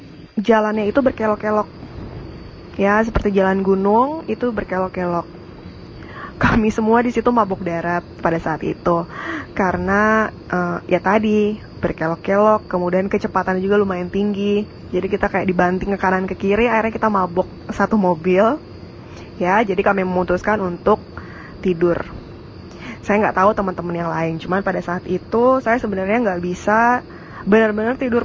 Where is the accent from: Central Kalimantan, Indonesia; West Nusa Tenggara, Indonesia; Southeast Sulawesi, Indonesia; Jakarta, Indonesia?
Jakarta, Indonesia; saya dari Jakarta.